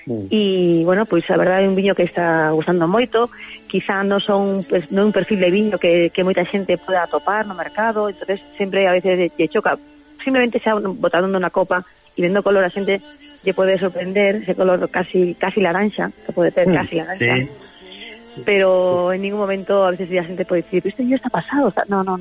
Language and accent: Galician; Galicia, Spain; Pues eu non vou a ser menos galega.